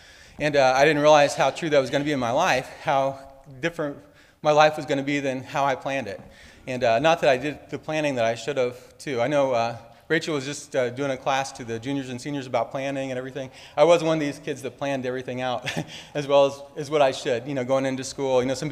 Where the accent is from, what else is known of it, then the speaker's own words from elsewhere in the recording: Iowa, United States; also born or lived in Missouri; now in Arkansas, United States; And I grew up in Iowa. So I was kind of joking with somebody the other day. I started off in Iowa, and then I was in the military for a while, so I was all over the place. And then spent quite a while in Missouri. And here I am in Arkansas.